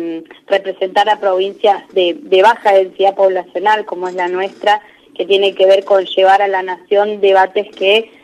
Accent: San Carlos de Bariloche, Río Negro, Argentina; Después fui concejal de mi ciudad, acá en San Carlos de Bariloche, entre el 15 y el 19. Y actualmente soy representante del Ministerio del Interior en la provincia de Río Negro.

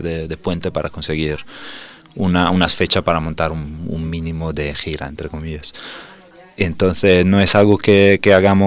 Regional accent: Italy; now in Spain; Yo soy italiano.

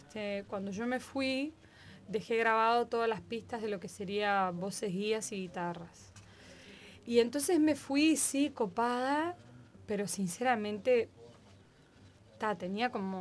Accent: Rio de Janeiro, Brazil; also born or lived in São Paulo; Y nací en San Pablo, pero viví más tiempo en Río. A los 3 años mis padres se fueron para Río.

